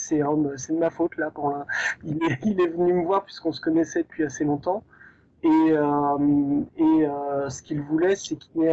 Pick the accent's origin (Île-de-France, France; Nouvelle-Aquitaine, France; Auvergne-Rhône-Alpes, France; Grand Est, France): Île-de-France, France; Paris; Nous, on est de Paris, donc naturellement, on a couvert l'Île-de-France, puisque c'est chez nous.